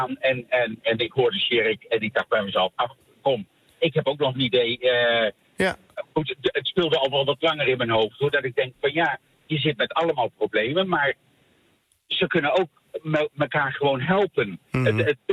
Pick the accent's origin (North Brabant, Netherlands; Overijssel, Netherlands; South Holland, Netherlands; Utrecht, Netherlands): North Brabant, Netherlands; Bergen op Zoom; Bergen op Zoom.